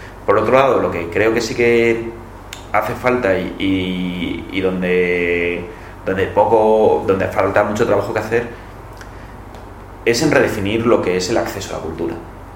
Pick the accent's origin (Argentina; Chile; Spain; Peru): Spain; Barcelona, Catalonia; Yo que vengo de Barcelona, pues tengo una red de bibliotecas estupenda